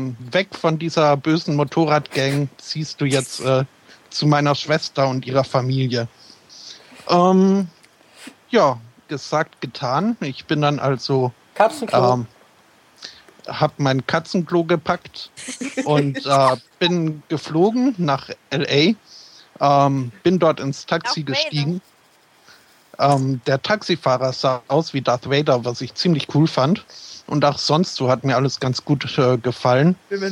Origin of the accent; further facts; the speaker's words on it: Philadelphia, Pennsylvania, United States; bin ich in Amerika geboren und aufgewachsen. In Philadelphia, neben einem Atombomben-Gelände-Dings-Gedöns.